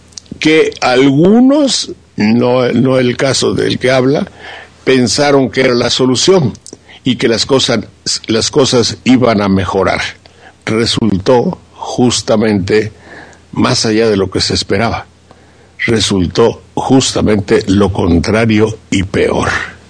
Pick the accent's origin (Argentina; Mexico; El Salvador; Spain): Mexico; Veracruz; yo soy un ranchero de Veracruz